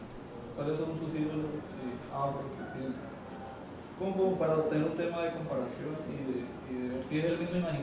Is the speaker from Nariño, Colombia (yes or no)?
yes; Tumaco, Nariño, Colombia; yo soy de Tumaco. Y Tumaco es una población de afro muy grande.